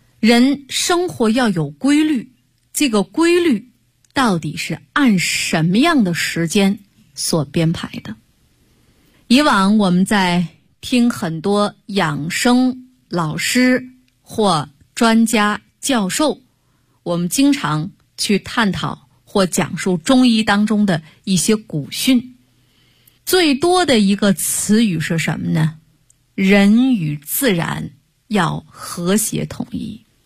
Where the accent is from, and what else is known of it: China